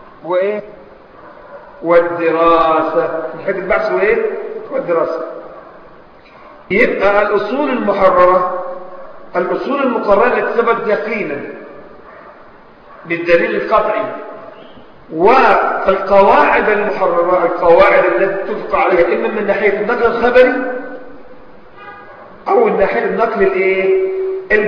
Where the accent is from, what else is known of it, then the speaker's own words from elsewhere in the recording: Egypt; يعني مثلا عندنا في مصر، عندنا في مصر مثلا